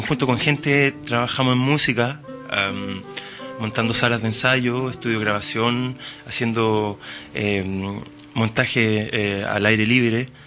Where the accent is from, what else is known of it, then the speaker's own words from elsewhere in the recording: La Calera, Valparaíso, Chile; also born or lived in Viña del Mar; Yo nací en Viña. Sí, nací en Viña, pero viví en La Calera.